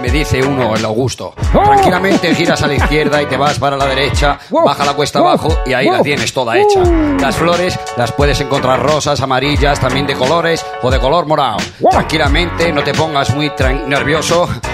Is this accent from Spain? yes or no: yes; Madrid, Community of Madrid, Spain; Pues vengo de La Latina.